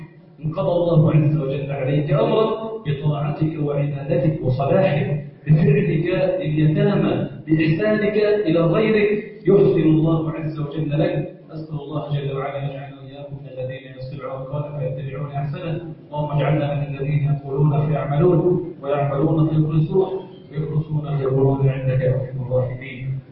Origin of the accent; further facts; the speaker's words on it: Egypt; اللهم إنا نسألك أن تجعل بلدنا مصر سخاء رخاء